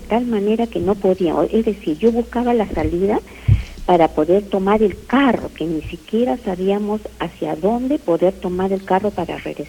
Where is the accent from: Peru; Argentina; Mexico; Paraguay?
Peru; San Borja, Lima; Yo soy de San Borja